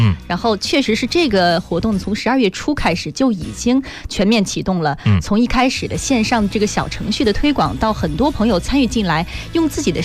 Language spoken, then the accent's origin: Chinese; Qingdao, Shandong, China; 比如说像在一些海滨城市，比如说我的家乡青岛，就会有那个海边的高楼啊